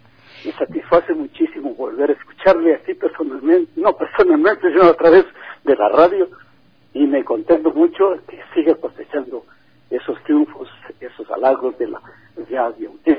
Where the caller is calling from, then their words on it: Ecuador; moved away; yo vivo en Estados Unidos y también nunca me he olvidado de mi tierra ecuatoriana. Y hace muchos años que vivo por allá